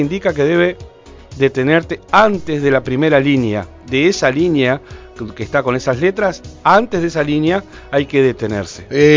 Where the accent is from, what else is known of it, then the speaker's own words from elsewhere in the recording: Durazno, Uruguay; Somos todos de Durazno.